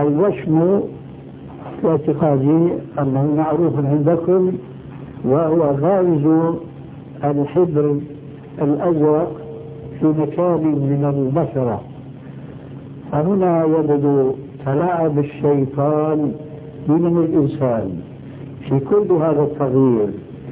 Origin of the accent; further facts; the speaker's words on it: Syria; وفي كثير من البلاد عندنا في سوريا